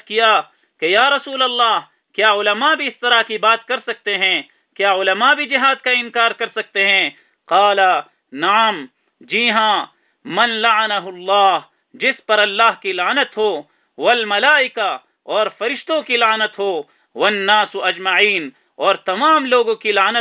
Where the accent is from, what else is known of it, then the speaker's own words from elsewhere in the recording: Pakistan; لیکن بطور تعارف اپنے ہی وطن پاکستان میں ہم نے جہاد کا سلسلہ شروع کیا